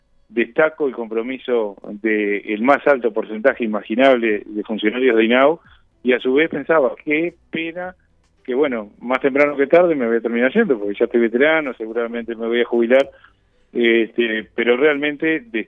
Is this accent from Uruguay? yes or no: yes; Uruguay; Somos uruguayos